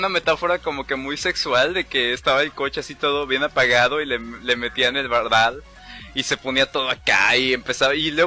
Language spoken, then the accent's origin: Spanish; Acapulco, Guerrero, Mexico; yo soy de Acapulco por el momento.